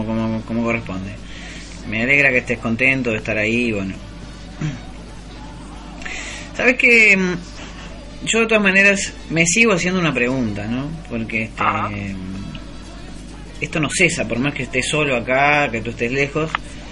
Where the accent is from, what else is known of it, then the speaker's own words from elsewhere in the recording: Uruguay; nosotros como somos uruguayos